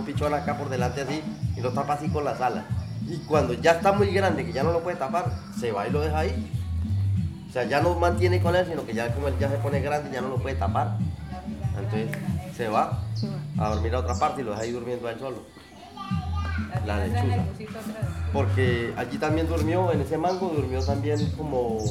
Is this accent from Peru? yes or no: no; Barrancabermeja, Santander, Colombia; born there; now in Guarinocito, Colombia; No, yo no. Yo nací en Barranca Bermeja.